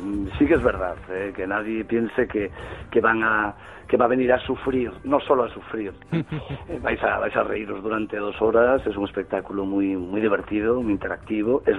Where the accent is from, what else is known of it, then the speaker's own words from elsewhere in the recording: Galicia, Spain; a nuestra santa compaña como gallego que soy